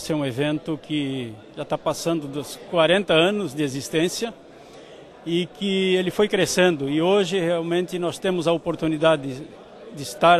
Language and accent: Portuguese; Santa Catarina, Brazil; Então nós devemos nos orgulhar como catarinense